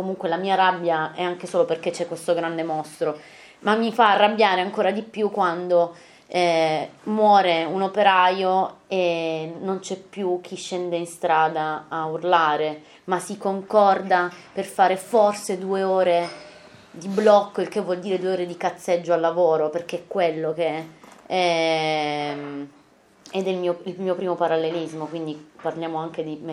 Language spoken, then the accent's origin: Italian; Taranto, Apulia, Italy; Sono originaria di Taranto, vengo quindi da una città operaia.